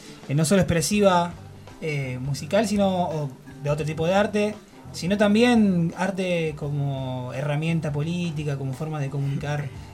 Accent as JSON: {"language": "Spanish", "town": "Rosario", "region": "Santa Fe", "country": "Argentina", "lives_now": "La Plata, Argentina", "said": "yo soy de Rosario, no soy ni acá de La Plata ni de la provincia de Buenos Aires, sino de otro lugar del país."}